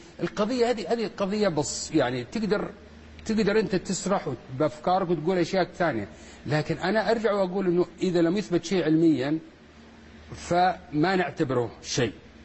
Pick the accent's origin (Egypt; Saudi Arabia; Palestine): Saudi Arabia; العلم الحديث عندنا بالسعودية ما له قيمة كثير